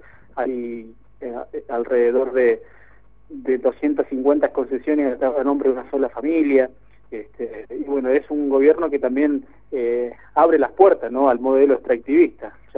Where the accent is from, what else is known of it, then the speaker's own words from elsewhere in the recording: Las Coloradas, Neuquén, Argentina; Las Coloradas, que es mi pueblo natal